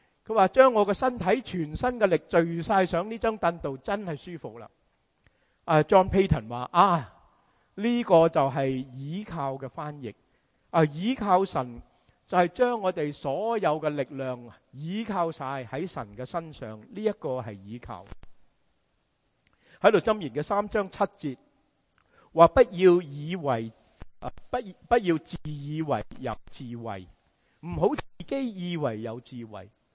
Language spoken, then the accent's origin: Cantonese; China; 我们中国人说靠山靠山